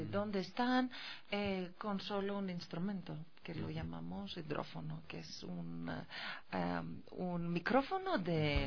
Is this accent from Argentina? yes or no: no; Greece; Spanish is a second language; Mi motivación, en primer lugar, es mi amor por el mar, el océano y el medio ambiente. Es que vengo de Grecia, entonces.